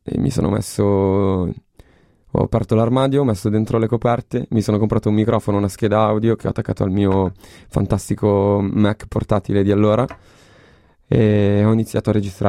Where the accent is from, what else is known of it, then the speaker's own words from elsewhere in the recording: Milan, Lombardy, Italy; ho 27 anni, vengo dalla periferia di Milano